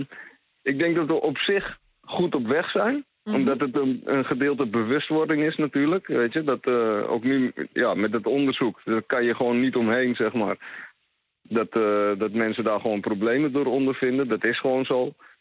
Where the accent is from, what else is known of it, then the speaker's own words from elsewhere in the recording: Netherlands; Ik ben zelf een Nederlander. En half Surinaams, maar gewoon Nederlands paspoort, Nederlandse achternaam.